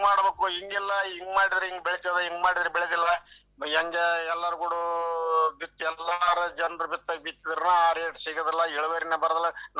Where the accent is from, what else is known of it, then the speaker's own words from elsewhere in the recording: Chinchodi, Karnataka, India; ನಮ್ಮ ಚಿಂಚೋಡಿ ಮುಂದೆ ಐತ್ರಿ ಹೊಳೆ